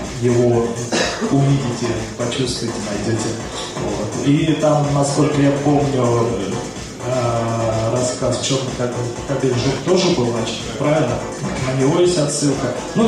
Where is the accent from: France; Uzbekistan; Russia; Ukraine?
Russia; Ivanovo, Ivanovo Oblast; Я сам из Иваново, из Ивановской области, человек сельский, деревенский.